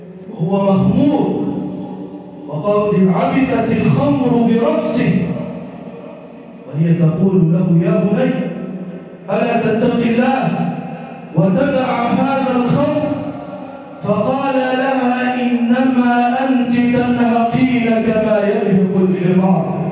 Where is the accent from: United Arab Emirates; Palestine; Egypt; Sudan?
Egypt; واجعل بلدنا مصر راحة للأمن والأمان